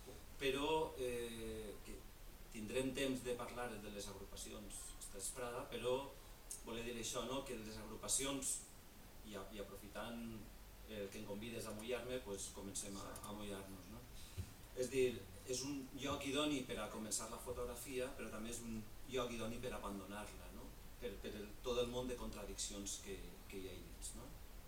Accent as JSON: {"language": "Catalan", "town": "Ontinyent", "region": "Valencian Community", "country": "Spain", "said": "el Col·legi Martínez Valls d'Ontinyent, d'on soc jo"}